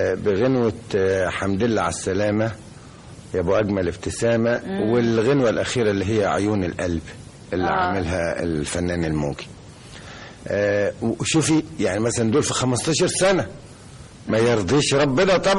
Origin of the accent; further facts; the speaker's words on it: Upper Egypt, Egypt; وانا صعيدي خالص